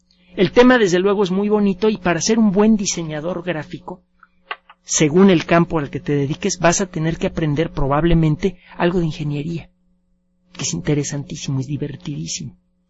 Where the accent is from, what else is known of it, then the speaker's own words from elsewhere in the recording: Mexico City, Mexico; No, nací aquí en el Distrito Federal, viví mis primeros años en el mero centro, y tengo mitad sangre libanesa y mitad mexicana.